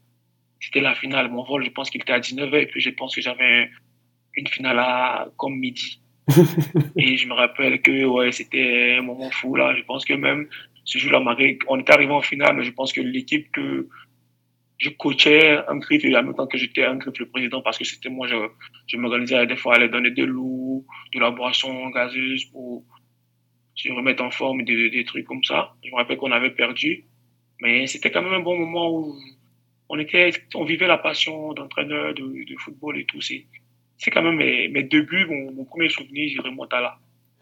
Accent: Abidjan, Côte d’Ivoire; comme vous avez demandé, je viens de la ville d'Abidjan. Je viens d'Abidjan.

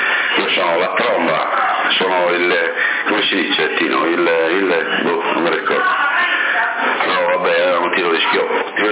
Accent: Sassari, Sardinia, Italy; sono nato a Corottolese, ma sono sassarese.

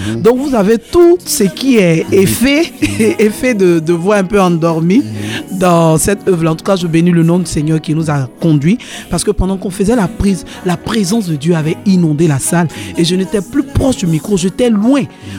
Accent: Côte d’Ivoire; Donc moi je suis ivoirienne, je suis en Côte d'Ivoire.

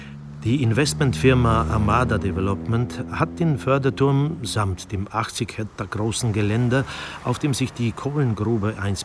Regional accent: Bytom, Silesian Voivodeship, Poland; moved away; Aufgewachsen bin ich in Bytom, im Arbeiterstadtteil Sombierki.

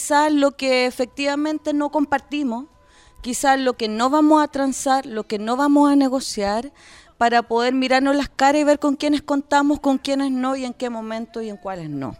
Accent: La Pintana, Santiago Metropolitan Region, Chile; born there; nací en La Pintana.

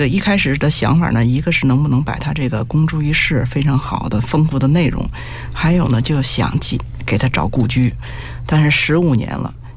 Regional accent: Beijing, China; 我们北京人

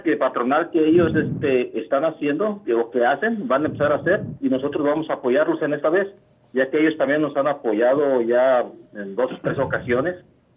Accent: Mexico; now in United States; la gente latina, la gente que venimos allá de México

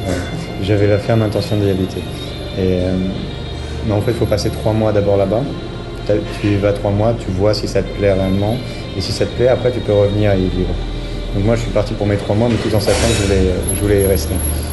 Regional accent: Poitiers, Nouvelle-Aquitaine, France; moved away as an adult; now in Auroville, India; je suis originaire de France, mais j'habite en Inde dans une ville qui s'appelle Auroville, où je suis depuis 3 ans à peu près.

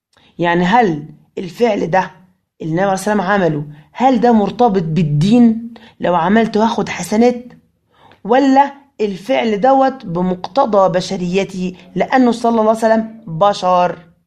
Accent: Egypt; إحنا عندنا في مصر ما عندناش الشكل ده في اللبس. إحنا في مصر ما بنلبسش إزار ورداء

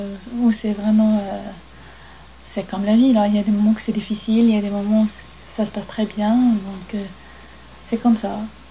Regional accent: Morocco; French is a second language; now in France; C'est presque chez nous au Maroc, il n'y a pas d'accouchement sans la présence de la mère.

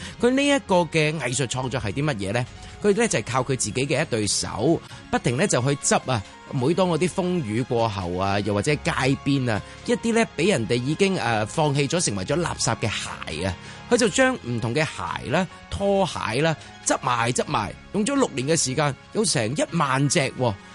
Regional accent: Hong Kong; 作为一个香港人

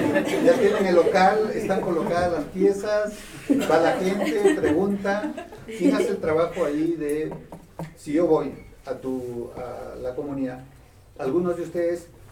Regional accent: Peru; En mi país, en el Perú, hay también el tema de trabajar por proyectos y no por asignaturas.

